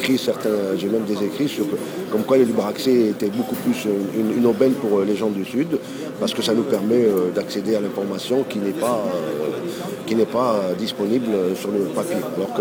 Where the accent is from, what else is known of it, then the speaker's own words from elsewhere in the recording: Algeria; je suis algérien